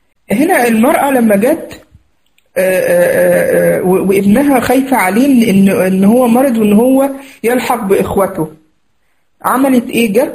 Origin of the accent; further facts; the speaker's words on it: Egypt; ويعني زي ما نقول عندنا في مصر يتفسح يعني فيها